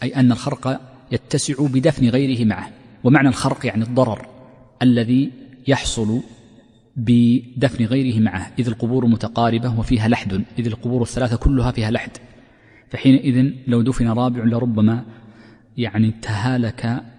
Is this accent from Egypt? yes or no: no; Saudi Arabia; وفي جنوبها أيضا عندنا في تهامة موجود مدافن حجرية.